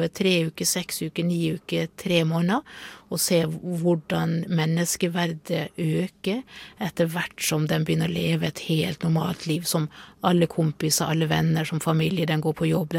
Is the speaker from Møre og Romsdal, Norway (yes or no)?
yes; Møre og Romsdal, Norway; Jeg er sunnmøring